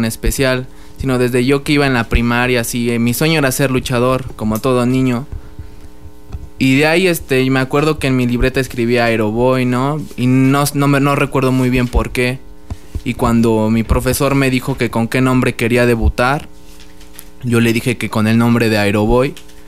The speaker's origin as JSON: {"language": "Spanish", "town": "Tulancingo", "region": "Hidalgo", "country": "Mexico", "said": "Pues yo soy orgullosamente de Tulancingo, Hidalgo."}